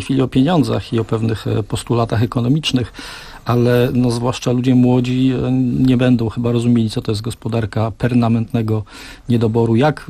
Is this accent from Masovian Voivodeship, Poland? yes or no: yes; Żyrardów, Masovian Voivodeship, Poland; przyznam się, że pochodzę z Żyrardowa i w tych latach mieszkałem w Żyrardowie